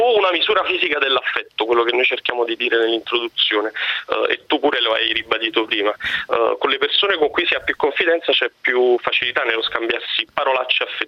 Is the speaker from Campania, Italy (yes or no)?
yes; Naples, Campania, Italy; allo specifico io sono di Napoli